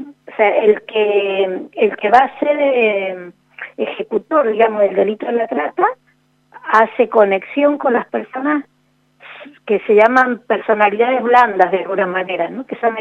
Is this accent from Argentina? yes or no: yes; Argentina; para nosotros como argentinos es una gran cosa